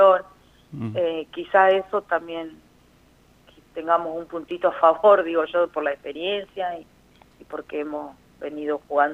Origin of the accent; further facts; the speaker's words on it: Carro Quemado, La Pampa, Argentina; now in Victorica, Argentina; Yo pertenezco soy de Carro Quemado, pero estoy viviendo hoy por hoy en Victorica.